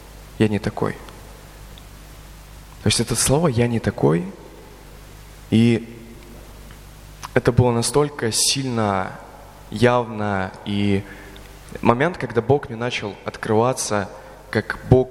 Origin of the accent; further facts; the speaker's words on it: Belgorod, Belgorod Oblast, Russia; я вообще из Белгорода